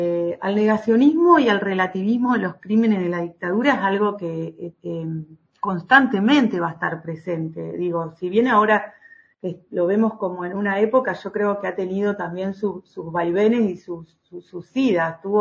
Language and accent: Spanish; Entre Ríos, Argentina; en los pueblitos de donde vengo yo, ¿no? De pueblitos del interior de la provincia